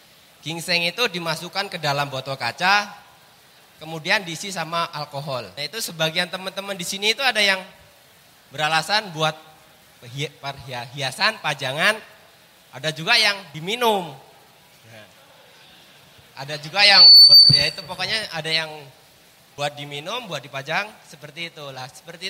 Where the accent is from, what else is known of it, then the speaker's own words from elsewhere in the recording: Lampung, Indonesia; now in South Korea; saya dari Lampung Timur.